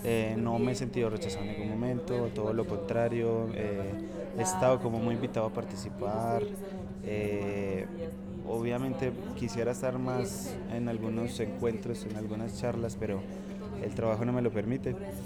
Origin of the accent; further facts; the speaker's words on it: Medellín, Antioquia, Colombia; Soy de Medellín, Colombia, artista plástico. Ahorita estoy haciendo trabajo colaborativo aquí en el Martadero, como parte de mi viaje